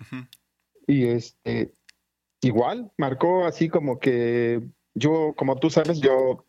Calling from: Azcapotzalco, Mexico City, Mexico; Aquí de Azcapotzalco, Arturo. Santa Catarina, aquí tu vecino casi.

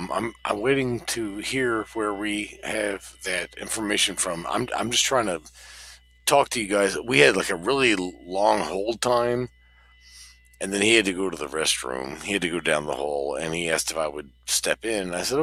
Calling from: Seattle, Washington, United States; We're calling from just a little bit, you know, south and west of you guys. A little bit south and west, so Seattle.

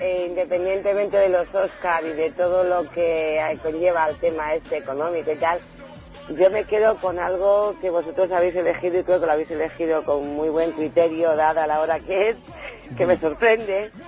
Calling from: Madrid, Community of Madrid, Spain; Desde el corazoncito de Madrid.

